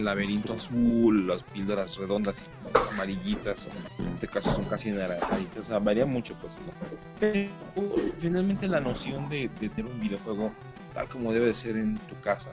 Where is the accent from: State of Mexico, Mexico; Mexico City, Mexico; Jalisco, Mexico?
Jalisco, Mexico; Guadalajara; now in Zapopan, Mexico; estoy viviendo actualmente en Zapopan, soy originario de Guadalajara, pero acá andamos.